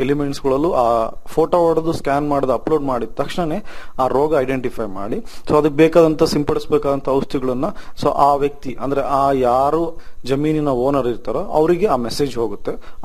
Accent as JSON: {"language": "Kannada", "town": "Anaveri", "region": "Karnataka", "country": "India", "tie": "born or raised there"}